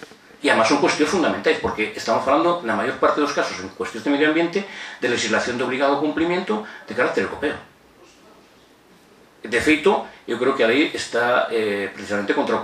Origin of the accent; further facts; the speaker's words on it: Ordes, Galicia, Spain; eu son de Ordes, unha zona gandeira por excelencia